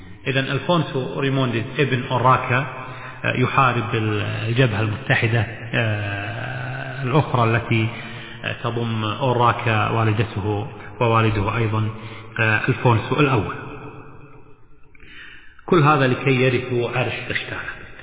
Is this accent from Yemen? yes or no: no; Kuwait; طبعا القليعة بلهجتنا منطقة نقول الجليعة، وهي المنطقة طبعا عندنا المعروفة على ساحل الخليج العربي جنوب الكويت